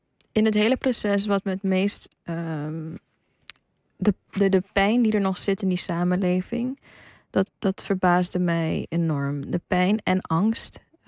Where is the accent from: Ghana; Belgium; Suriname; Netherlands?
Suriname; Ik ben inderdaad van 1990, ik ben in Suriname opgegroeid, in een heel onbevangen omgeving